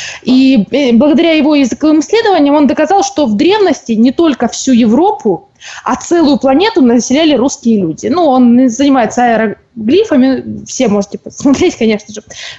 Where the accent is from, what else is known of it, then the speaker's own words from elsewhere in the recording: Donetsk, Donetsk Oblast, Ukraine; now in Krasnodar, Russia; когда я училась в Донецке, я из Донецка, мне преподавали историю как бы двояко